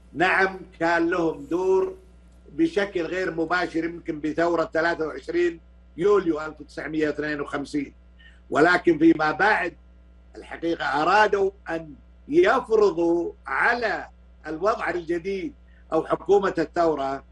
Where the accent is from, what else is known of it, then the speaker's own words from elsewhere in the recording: Kuwait; أنا ما طلعت من الكويت